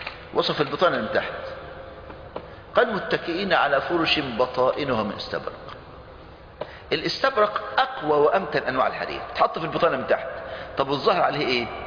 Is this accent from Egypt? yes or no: yes; Egypt; المانجا عندنا في مصر